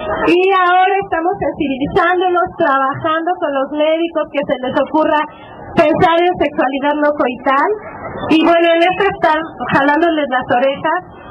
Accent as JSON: {"language": "Spanish", "region": "State of Mexico", "country": "Mexico", "said": "Nosotras venimos del Distrito Federal y del Estado de México"}